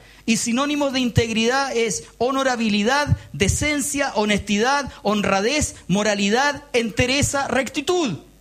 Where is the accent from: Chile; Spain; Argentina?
Chile; Somos chilenos, compadre, somos chilenos, chicos, payasos, guatones. No somos europeos, po. No lo somos. Tenemos una mezcla de español y mapuche, nos guste o no nos guste.